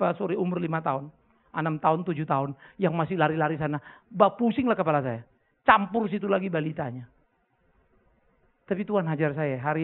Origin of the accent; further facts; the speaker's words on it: Pematangsiantar, North Sumatra, Indonesia; Saya besar di Siantar.